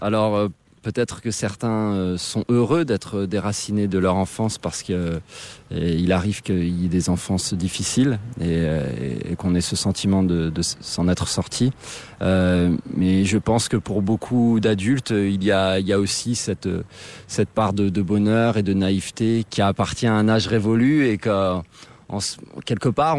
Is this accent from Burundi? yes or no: yes; Burundi; Mon pays natal, j'aimerais y retourner, mais depuis un an, le Burundi traverse une situation politique extrêmement grave, extrêmement préoccupante.